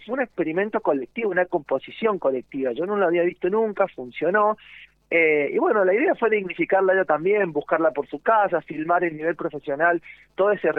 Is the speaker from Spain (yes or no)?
no; San Juan, Argentina; sanjuanino, guitarrista.